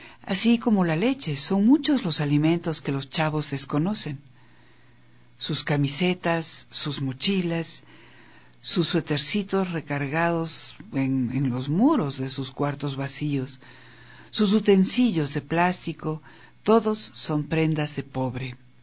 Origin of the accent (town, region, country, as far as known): Mexico